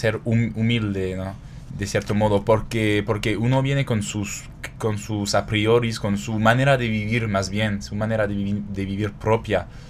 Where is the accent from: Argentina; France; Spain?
France; Toulon, Provence-Alpes-Côte d'Azur; Spanish is a second language; Yo vengo de una ciudad que se llama Toulon, o en francés sería Toulon, que se ubica más o menos a 80 kilómetros de Marsella, una hora en carretera normalmente.